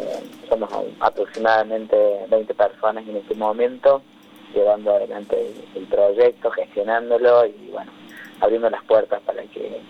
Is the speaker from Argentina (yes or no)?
yes; Villa Dolores, Córdoba, Argentina; Ahí, muy cerquita de Mina Clavero, en Villa Dolores, a 50 kilómetros de Mina. Así que la infancia y la adolescencia en Tras la Sierra